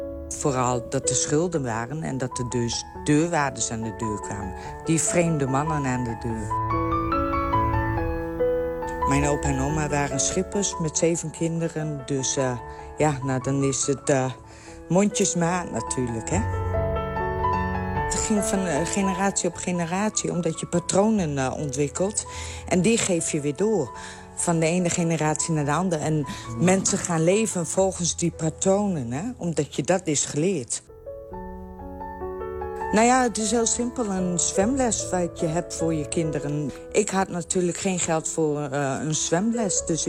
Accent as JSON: {"language": "Dutch", "town": "Borger", "region": "Drenthe", "country": "Netherlands", "said": "ik kom uit Borgen, Drenthe."}